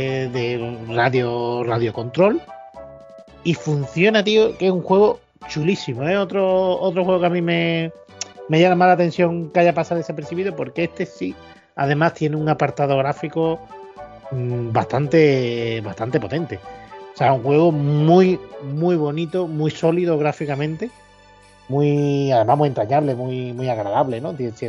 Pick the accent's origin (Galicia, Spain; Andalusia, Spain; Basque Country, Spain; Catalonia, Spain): Andalusia, Spain; como mal andaluz